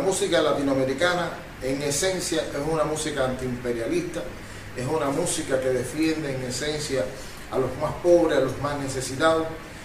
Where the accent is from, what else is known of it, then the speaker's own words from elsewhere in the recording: Cuba; Como artista, como ciudadano, como cubano, es incomprensible